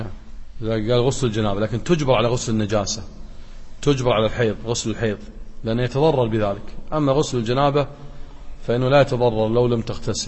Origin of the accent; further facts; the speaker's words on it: Kuwait; وذاك أكثر حالات الطلاق عندنا في الكويت والنسب عالية جدا